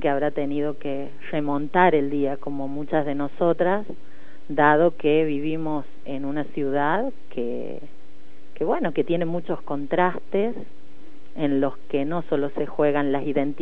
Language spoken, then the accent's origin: Spanish; Santiago del Estero, Argentina; born there; now in Córdoba, Argentina; soy cordobesa por adopción, porque nací en Santiago del Estero.